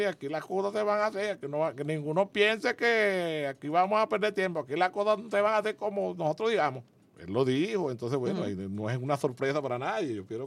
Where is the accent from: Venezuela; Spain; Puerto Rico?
Venezuela; como patriota, como padre de familia, como venezolano